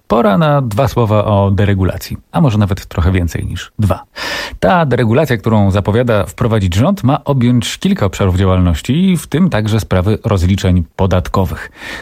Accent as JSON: {"language": "Polish", "town": "Gostynin", "region": "Masovian Voivodeship", "country": "Poland", "tie": "born or raised there", "said": "Sam wychowałem się w Gostyninie i takich rezerwatów leśnych jak tam to nigdzie indziej nie ma."}